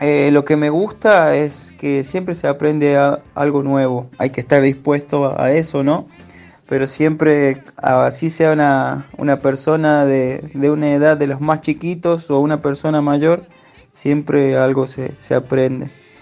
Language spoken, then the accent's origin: Spanish; Chamical, La Rioja, Argentina; now in El Bolsón, Argentina; soy de Chamical, de un pueblo de La Rioja, y vivo actualmente en Río Negro, en el Bolsón.